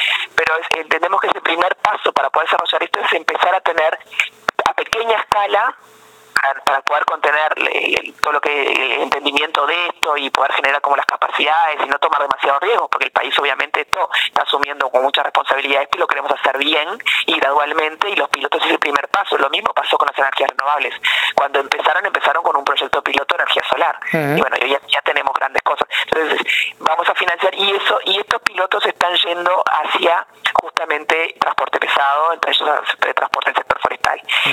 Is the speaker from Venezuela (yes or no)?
no; Uruguay; Con cuidado, gradualmente, como somos los uruguayos